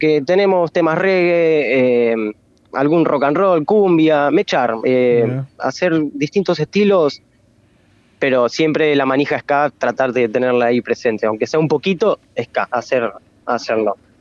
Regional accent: La Plata, Buenos Aires Province, Argentina; soy de La Plata, ¿no? A mí yo no me iría a ningún lado, me moriría acá en La Plata

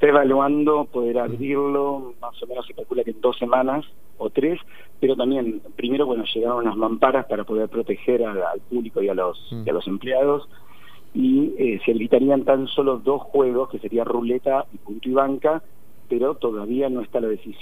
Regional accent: Mar del Plata, Buenos Aires Province, Argentina; Mar del Plata.

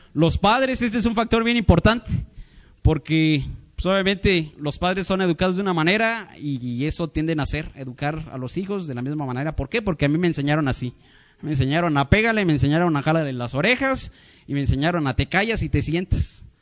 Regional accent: Mexico; somos mexicanos y nos andamos aquí uniendo con mismos mexicanos

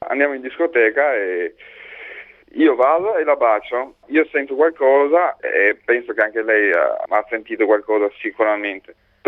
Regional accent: Tirana, Tirana County, Albania; Italian is a second language; Io vengo da Tirana, dall'Albania.

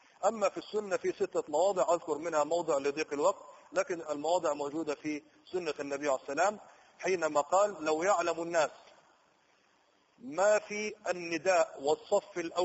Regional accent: Egypt; عندنا في مصر يضربوا مثال يقولوا النايم في ذمة الصاحي

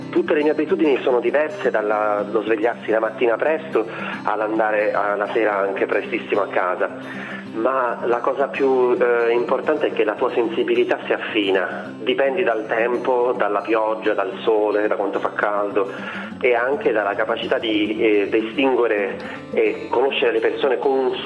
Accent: Palermo, Sicily, Italy; born there; ho 38 anni, sono nato a Palermo, sono un attore e un viaggiatore.

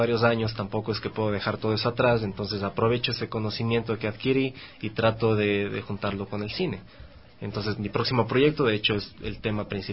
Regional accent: Cuenca, Azuay, Ecuador; also born or lived in Quito; now in Guayaquil, Ecuador; Soy de Cuenca, viví un tiempo en Quito, ahora estoy estudiando en Guayaquil. Voy a cumplir 30 años

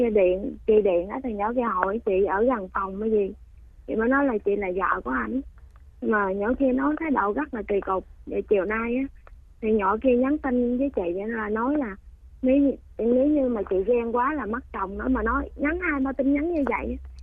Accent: Bac Lieu, Vietnam; Dạ, quê con thì ở Bạc Liêu

